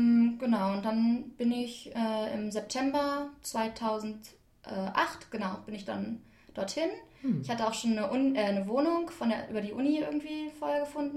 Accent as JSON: {"language": "German", "country": "Germany", "said": "Ich komme aus Deutschland und ich war jetzt gerade in Spanien, habe dort Erasmus gemacht, 7 Monate."}